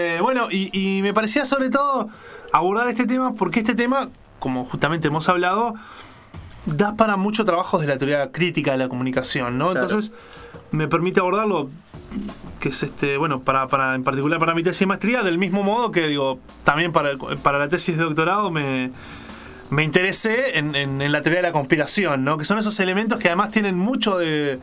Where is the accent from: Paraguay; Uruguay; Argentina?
Uruguay; porque nos permite tener otra mirada que tal vez nosotros como uruguayos no llegamos a ver